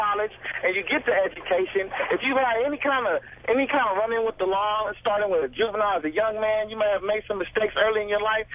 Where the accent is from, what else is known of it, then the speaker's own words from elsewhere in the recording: California, United States; I can tell you from personal experiences that I grew up in South Central.